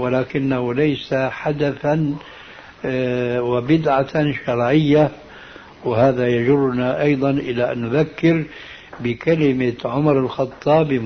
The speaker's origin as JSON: {"language": "Arabic", "country": "Syria", "said": "يلا كما يقولون عندنا في سوريا"}